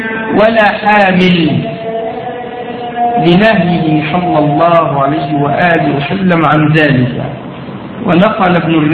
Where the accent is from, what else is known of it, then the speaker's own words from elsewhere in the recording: Egypt; طبعا احنا يمكن الزكاة الماشية مش مطروقة عندنا في مصر، وكذلك زكاة الزروع مش موجودة هنا في مصر